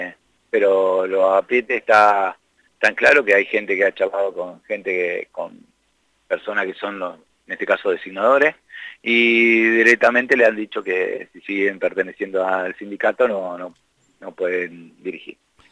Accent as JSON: {"language": "Spanish", "region": "La Pampa", "country": "Argentina", "said": "Somos 5 acá de La Pampa."}